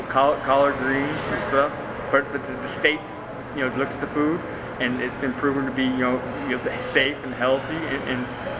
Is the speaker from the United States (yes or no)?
yes; California, United States; Stockton, Modesto area, California, Bay Area.